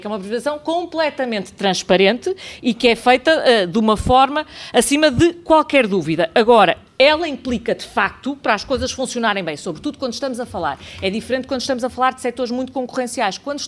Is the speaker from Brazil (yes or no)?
no; Porto, Norte, Portugal; nós que somos do Porto, olhamos para ali